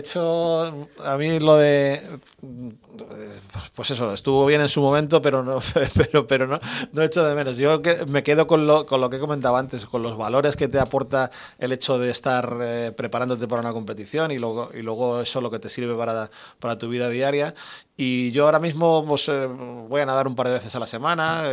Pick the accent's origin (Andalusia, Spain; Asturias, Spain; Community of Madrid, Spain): Community of Madrid, Spain; Madrid; había una piscina en mi casa en Carabanchel. Yo me crié en Carabanchel